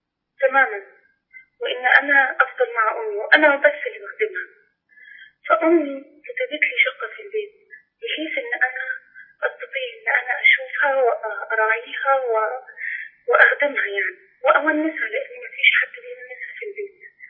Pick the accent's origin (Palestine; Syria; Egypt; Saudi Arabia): Egypt; Upper Egypt; حضرتك يا شيخ احنا من الصعيد، حضرتك عارف ان في الصعيد مش بيورث البنات